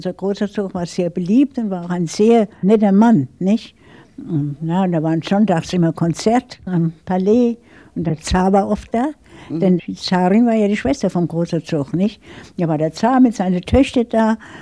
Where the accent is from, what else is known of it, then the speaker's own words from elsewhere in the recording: Darmstadt, Hesse, Germany; ich bin dann in Bessungen groß geworden, in dem Dorf gewissermaßen, nicht? Da hat mein Vater gebaut.